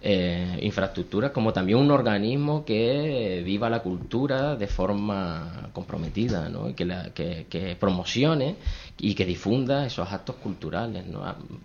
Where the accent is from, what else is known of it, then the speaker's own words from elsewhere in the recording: Telde, Canary Islands, Spain; Telde porque soy de Telde.